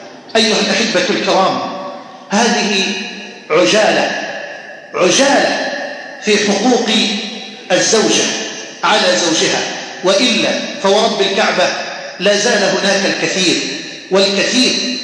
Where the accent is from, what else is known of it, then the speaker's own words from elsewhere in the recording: Egypt; أن تجعل بلدنا مصر واحة للأمن والأمان